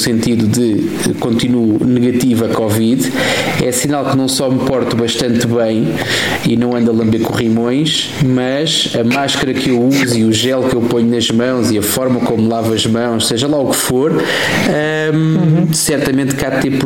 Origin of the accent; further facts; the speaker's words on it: Portugal; nós somos portugueses, caramba, temos o lado positivo das coisas